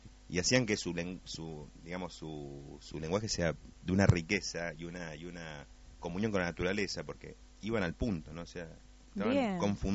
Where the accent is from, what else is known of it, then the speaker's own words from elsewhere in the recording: Pilar, Buenos Aires Province, Argentina; now in El Bolsón, Argentina; Por zona de Pilar. Uh-huh. Y me acuerdo que me crié un entorno muy salvaje en eso, ¿no? De estar mucho contacto con la naturaleza, de estar trepado a árboles, armarme una choza, comer frutas